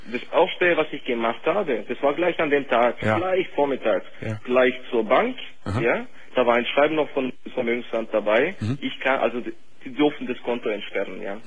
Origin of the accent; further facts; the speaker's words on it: Germany; accent: half Swabian, half Yugoslav; Ja, sagen wir mal so, das ist halb schwäbisch und halb jugoslawisch.